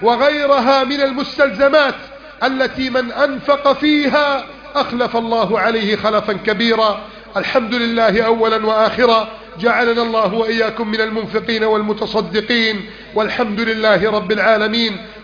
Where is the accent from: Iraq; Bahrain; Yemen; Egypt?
Egypt; اللهم هذه بلدنا مصر كانت وما زالت خيرا، كانت وما زالت رائدة قائدة